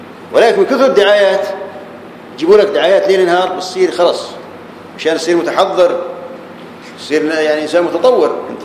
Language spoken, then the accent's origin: Arabic; Jordan; كانوا عندنا في الاردن في الميناء من العقبه